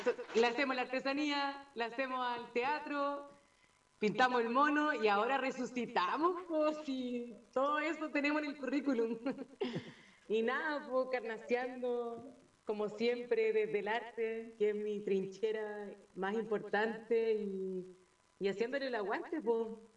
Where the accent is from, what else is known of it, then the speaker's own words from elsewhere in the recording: Coyhaique, Aysén, Chile; De niña he estado rodeada de naturaleza porque soy de acá, de Coyhaique.